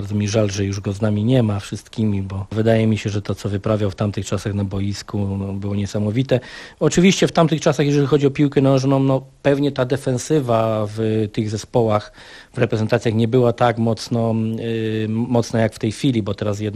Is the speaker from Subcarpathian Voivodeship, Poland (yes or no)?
no; Silesian Voivodeship, Poland; now in Gdańsk, Poland; Nie no, ja nigdy tutaj będąc w Gdańsku od 96 roku nie wstydziłem się swojego pochodzenia, że jestem Ślązakiem z krwi i kości, że we mnie płynie w 100% śląska krew.